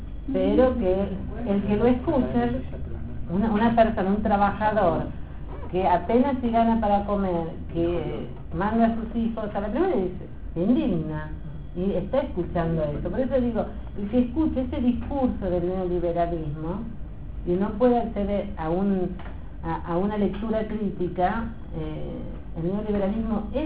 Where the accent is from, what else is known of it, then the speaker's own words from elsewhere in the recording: Córdoba, Argentina; Yo vengo de Córdoba, y yo me acuerdo que en Córdoba cualquier cosa que vos necesitabas hacer era pagar un peso, cinco pesos, dos pesos